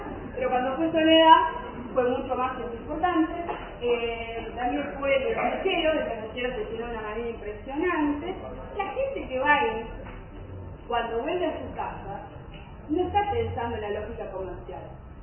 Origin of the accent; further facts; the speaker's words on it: Cañuelas, Buenos Aires Province, Argentina; Somos de Cañuelas, que somos la capital del dulce de leche.